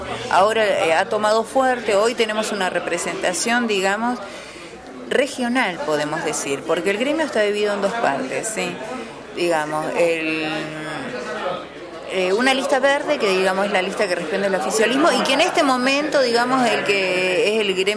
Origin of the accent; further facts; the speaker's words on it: Comodoro Rivadavia, Chubut, Argentina; yo vengo de Chubut, de la ciudad de Comodoro Rivadavia.